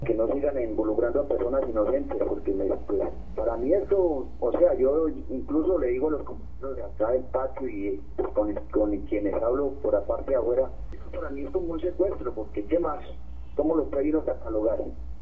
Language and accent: Spanish; Colombia; Entonces no sé a dónde iremos a parar con el sistema de justicia que tenemos en Colombia